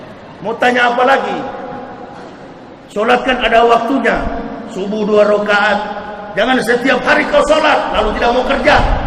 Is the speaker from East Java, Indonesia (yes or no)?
no; Manado, North Sulawesi, Indonesia; now in Jakarta, Indonesia